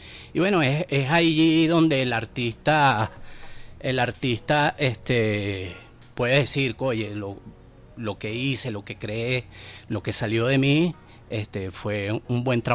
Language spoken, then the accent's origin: Spanish; Caracas, Capital District, Venezuela; yo soy un caraqueño de a pie, ¿no? Y siempre me rodea mi ciudad, que es tan hermosa, la gente, los autobuses, las barriadas.